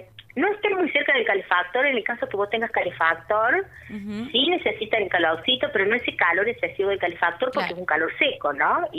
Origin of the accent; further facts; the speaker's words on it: Unquillo, Córdoba, Argentina; Sí, yo tengo un vivero aquí en Unquillo, yo soy de Unquillo